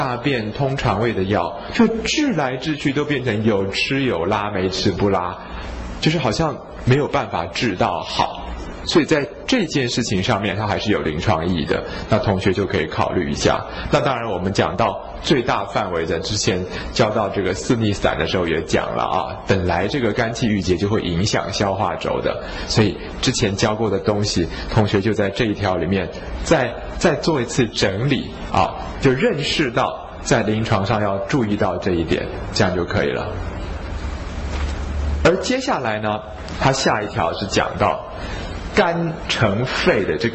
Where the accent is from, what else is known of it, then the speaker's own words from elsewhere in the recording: Taiwan; 我觉得我们台湾人很会生气又很不会发脾气